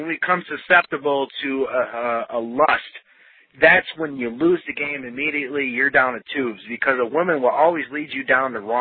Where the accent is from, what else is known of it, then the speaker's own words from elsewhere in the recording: Wisconsin, United States; You know, I grew up in Packerland. You know how hardcore Packer fans are, the cheeseheads. And I grew up in Wisconsin